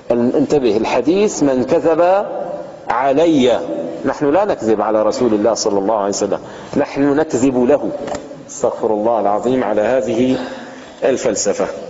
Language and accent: Arabic; Levant, Syria; عندنا في الشام مثل عامي يستعمل في وصف الرجل الجاهل